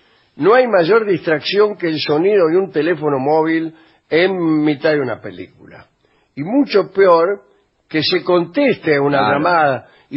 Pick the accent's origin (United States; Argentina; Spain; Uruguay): Argentina; A mí, como mujer argentina